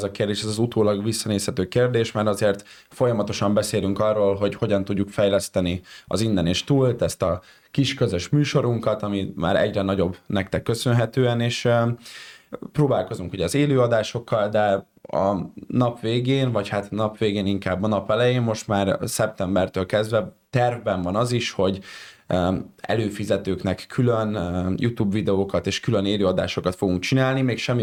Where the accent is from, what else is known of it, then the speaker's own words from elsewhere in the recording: Budapest, Hungary; és ez így budapestiként sokkal jobban azért így átüti az inger küszöbünket